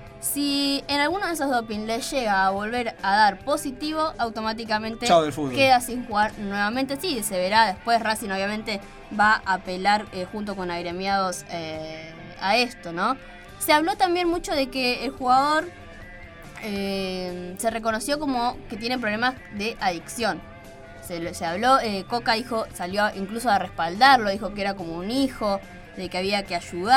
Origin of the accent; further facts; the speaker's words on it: Argentina; obviamente, somos argentinos